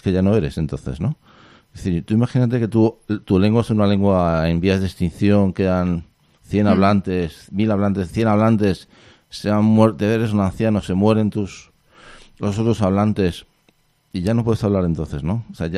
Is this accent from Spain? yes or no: yes; Madrid, Community of Madrid, Spain; Yo soy de Madrid, ¿no?